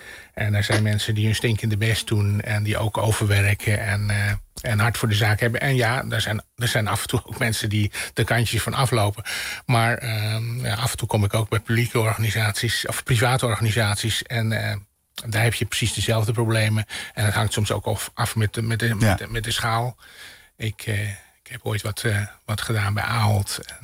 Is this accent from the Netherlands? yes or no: yes; Netherlands; Ja, anders ben ik een Nederlander die ook de media volgt